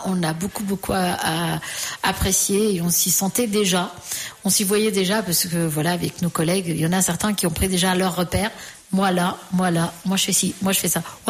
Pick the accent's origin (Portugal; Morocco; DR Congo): Portugal; French is a second language; now in France; c'est le moment où j'ai quitté le Portugal et c'est le moment où je suis arrivée en France. Alors, pour moi, ceux qui ont vraiment marqué et que j'étais au Portugal